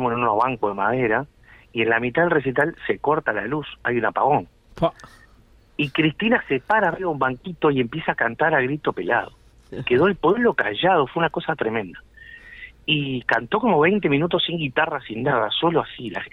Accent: Montevideo, Uruguay; born there; toda mi familia es de Aguascorriente. Yo nací en Montevideo, sí. Porque a mi padre lo trasladaron, mi padre trabajaba en la OCE.

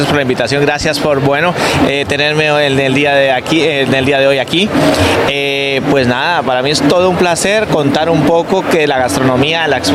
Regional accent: Colombia; Soy un colombiano apasionado de mi país

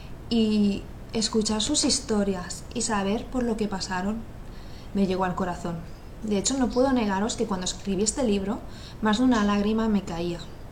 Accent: Valencia, Valencian Community, Spain; hacer otra rifa en Valencia, que es de donde soy.

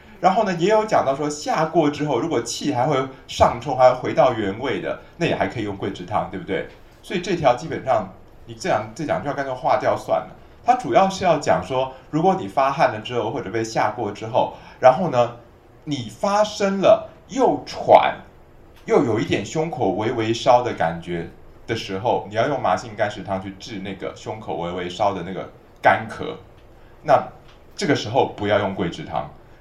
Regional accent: China; 就是我们中国人或者日本人哦，凡是压力大了的时候

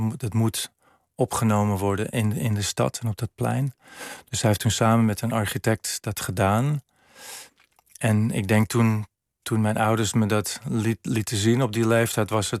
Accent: Amsterdam, North Holland, Netherlands; opgroeien in Amsterdam was wel bijzonder. Ik woonde lang in Amsterdam-Noord.

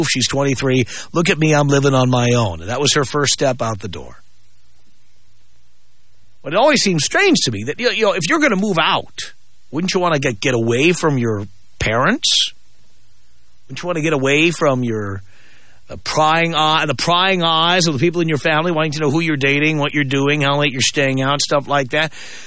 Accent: United States; I mean, I am American. As much as I love dating women from other countries, I am American.

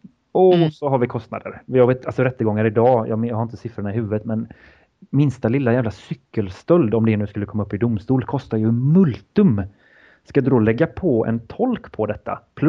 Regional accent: Sweden; Men jag misstänker att som svensk är man kanske lite mer ärlig

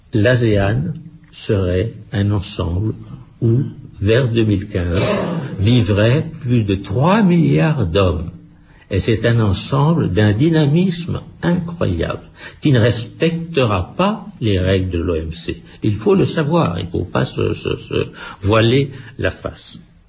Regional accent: France; je trouve qu'en tant qu'Européen, notre responsabilité était quand même un peu en cause et en tant que Français, davantage.

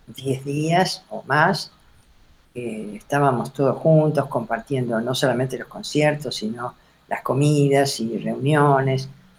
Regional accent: Mar del Plata, Buenos Aires Province, Argentina; yo soy de Mar del Plata, y es una ciudad pequeña, ahora ya no es tan pequeña, pero en ese momento era una ciudad pequeña, no había dónde estudiar

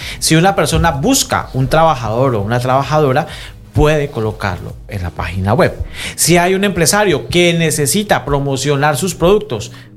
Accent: Colombia; Somos, como comunidad colombiana, somos en este momento el colectivo más grande en situación irregular.

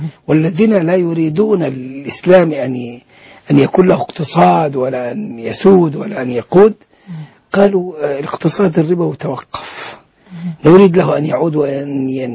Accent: Egypt; ثم كانت شركات توظيف الأموال. وعندنا في مصر

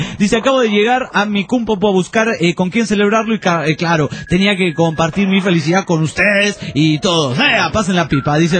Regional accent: Honduras; Tengo la voz así, pero … de Honduras.

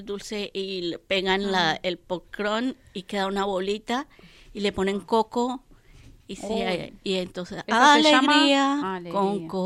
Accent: Bogotá, Colombia; born there; Pero nací en Bogotá, Colombia, y esta tonalidad no se me ha quitado.

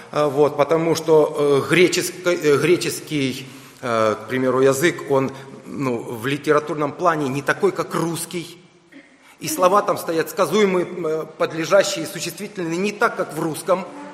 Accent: Ukraine; Я вырос в Советском Союзе, на Украине, я знаю все в этом плане.

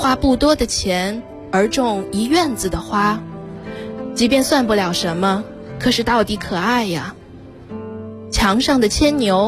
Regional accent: Beijing, China; 我来自北京。

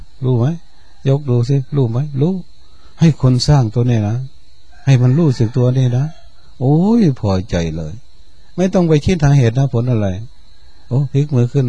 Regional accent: Chaiyaphum, Thailand; หลวงพ่อก็เป็นคนชัยภูมิเราก็เป็นคนชัยภูมิ

